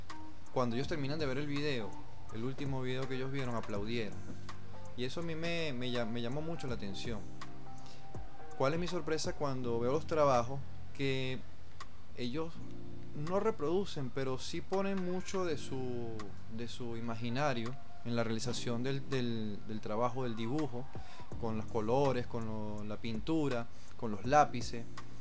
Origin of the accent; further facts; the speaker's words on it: Venezuela; para nosotros como venezolanos nos identificamos mucho